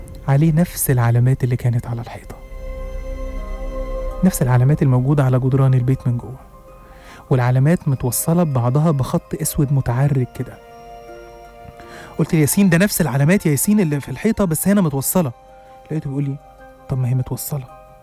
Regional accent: Egypt; also born or lived in Saudi Arabia; وقلنا وقالوا لنا وإحنا وافقنا إن إحنا هندرس في بلدنا في مصر

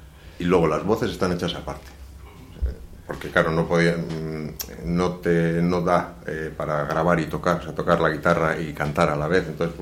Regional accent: Elorrio, Basque Country, Spain; now in Bilbao, Spain; Somos de Elorrio, de allí, nacimos allí como las patatas de Elorrio.

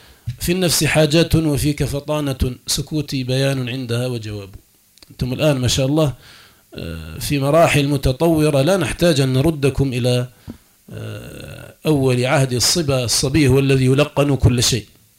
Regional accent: Algeria; حياتنا اليوم في بلادنا الجزائر المحروسة بالله

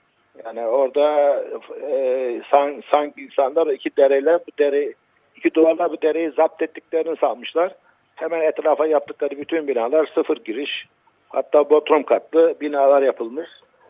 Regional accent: Black Sea Region, Turkey; Ya eskiden ben de Karadenizliyim.

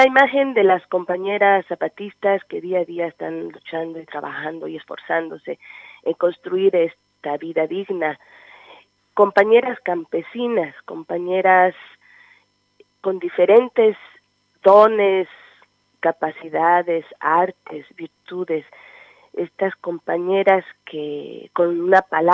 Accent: Chiapas, Mexico; Yo soy chiapaneca y estudiaba en la universidad

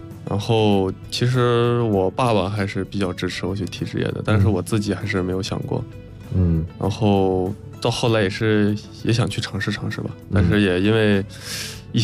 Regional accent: Inner Mongolia, China; 所以就是我在内蒙长大，也没有踢过

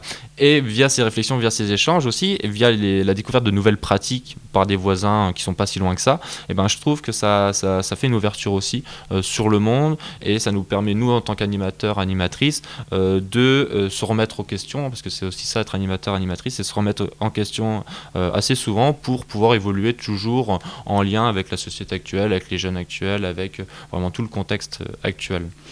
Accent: France; sur d'autres coutumes et cultures qui sont différentes de chez nous en France.

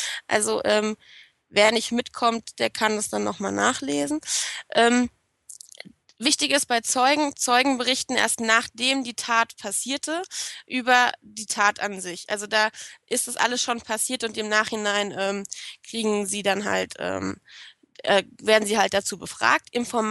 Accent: Hesse, Germany; Ich weiß, dass ich Whistleblowing ganz komisch ausspreche, aber ich bin Hesse und da wird das ganz komisch gesprochen.

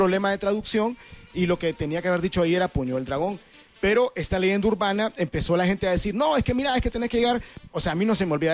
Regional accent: Nicaragua; En mi caso particular, yo crecí en Nicaragua

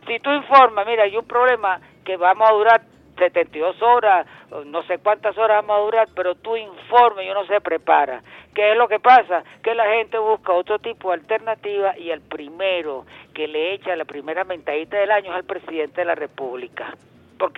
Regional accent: Caracas, Capital District, Venezuela; yo no soy antillano, yo soy caraqueño en sí, yo soy metropolitano en un sentido

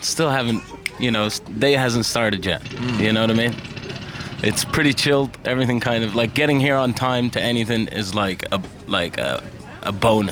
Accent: Ireland; also born or lived in Qatar / United States; because I'm from Qatar, growing up in Ireland, and before that in America.

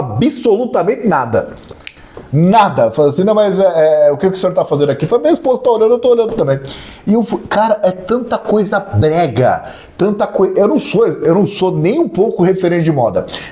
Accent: Rio de Janeiro, Brazil; Eu sou da Baixada. E na Baixada é normal você andar de bermuda e casaco, né?

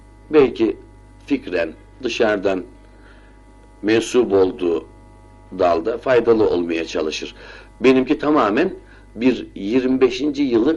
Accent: Istanbul, Turkey; born there; Efendim ben 1931 yılında İstanbul'un Cihangir semtinde dünyaya gelmişim. Bir Ramazan ayında doğmuşum.

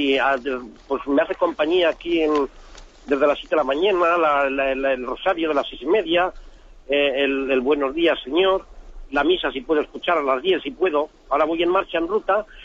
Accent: San Sebastian, Basque Country, Spain; de San Sebastián.

